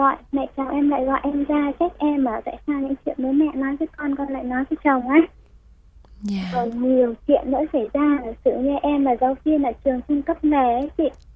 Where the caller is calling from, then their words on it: Dĩ An, Bình Dương, Vietnam; em đang ở Dĩ An, Bình Dương ạ.